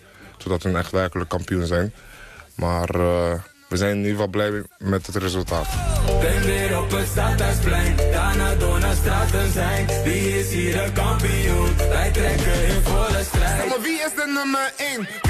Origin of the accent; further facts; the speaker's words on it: DR Congo; Ja, hij is sowieso Congolees. Ik ben ook Congolees.